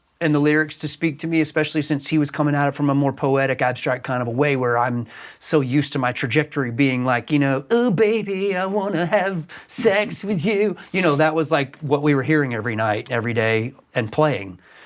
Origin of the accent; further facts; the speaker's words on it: the South, United States; we were a melting pot growing up in the South in the 70s and 80s